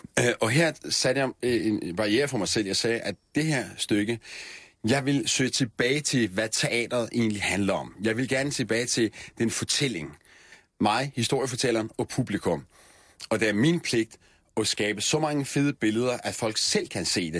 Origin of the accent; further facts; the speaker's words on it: Vojens, Region of Southern Denmark, Denmark; Vojens, jeg kommer selv fra Vojens. Jeg vokset op i Vojens, mine forældre boede i Vojens i 80'erne.